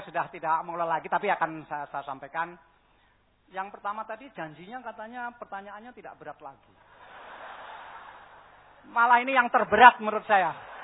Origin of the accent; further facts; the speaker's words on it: Java, Indonesia; Tapi kan saya orang Jawa.